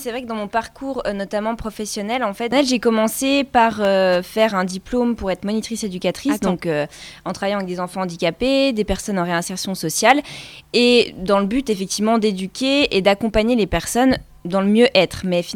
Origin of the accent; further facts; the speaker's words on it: Le Ménil, Grand Est, France; now in Plombières-les-Bains, France; je viens pas tout à fait de Plombières-les-Bains, je suis plus originaire des Hautes-Vosges, donc au Ménil.